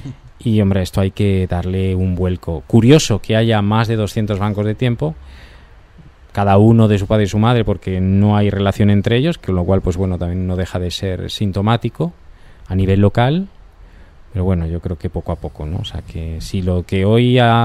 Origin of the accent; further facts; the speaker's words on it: San Lorenzo de El Escorial, Community of Madrid, Spain; Yo soy de allí, de San Lorenzo del Escorial